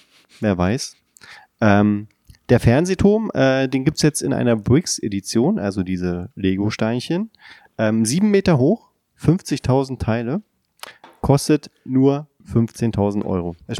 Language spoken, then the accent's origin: German; Berlin, Germany; Als Berliner natürlich passend.